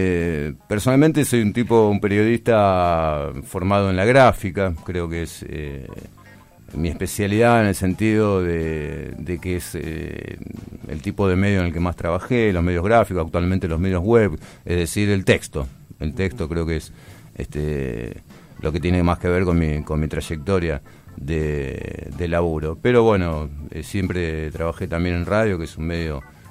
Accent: Buenos Aires, Argentina; now in Luján, Argentina; yo soy porteño, trabajé en la ciudad autónoma de Buenos Aires, en medios barriales y demás, estudié un poco, y luego, digamos, la génesis aquí en Luján. Yo vine a la zona de Luján hacia 1995

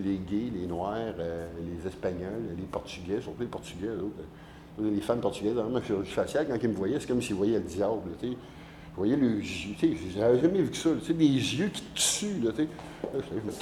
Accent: Quebec, Canada; ils ont dit, comme je viens du Québec

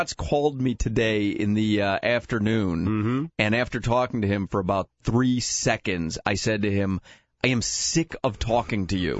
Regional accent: Chicago, Illinois, United States; I grew up in Chicago, and I used to watch, when I was growing up, Harry Carey actually did the White Sox games.

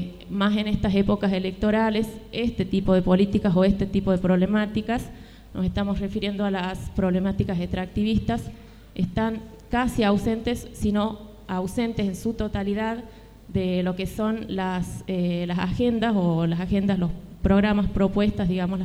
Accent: Andalgalá, Catamarca, Argentina; nosotros venimos desde Andalgalá precisamente

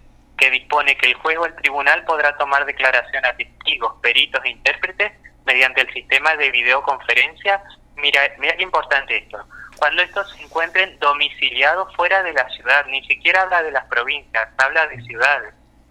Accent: Entre Ríos, Argentina; now in Santa Fe, Argentina; Yo soy de Entre Ríos, actualmente estoy viviendo en Santa Fe.

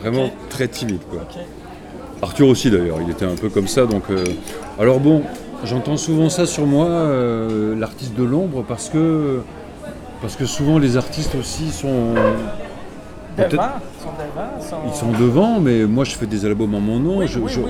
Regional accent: Southern France, France; Mais quand j'étais petit et que j'étais dans le sud, on me demandait si je venais pas de Paris.

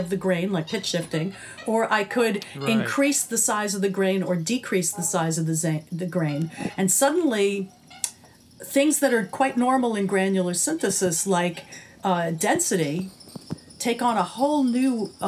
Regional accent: New York, United States; even though I'm a city kid, I grew up in New York

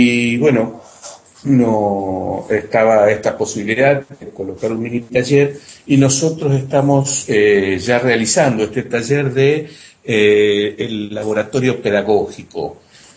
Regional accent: Santa Fe, Argentina; Acá yo soy desde Santa Fe, yo soy argentina.

